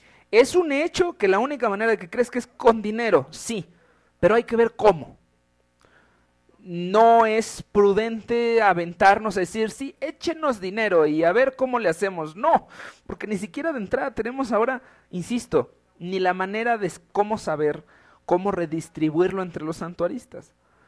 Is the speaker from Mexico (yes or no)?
yes; Mexico; Yo creo que soy un mexicano